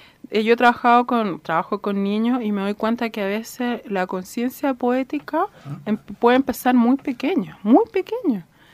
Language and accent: Spanish; Santiago, Santiago Metropolitan Region, Chile; born there; Sí, comunista. Toda mi familia de 3 generaciones. Nací en Santiago.